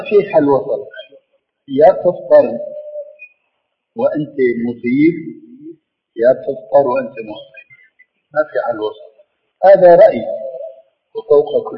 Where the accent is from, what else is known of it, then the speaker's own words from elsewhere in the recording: Damascus Governorate, Syria; كما يقولون عندنا في الشام أنا بتذكر شيء عندنا مسجد كبير مسجد بني أمية